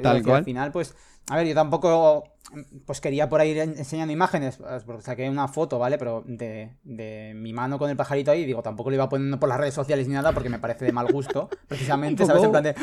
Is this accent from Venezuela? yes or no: no; Zaragoza, Aragon, Spain; born there; Para mi ciudad natal